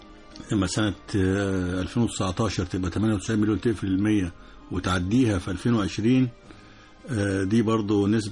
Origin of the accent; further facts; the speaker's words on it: Egypt; إحنا من مصر قد 15 دولة أوروبية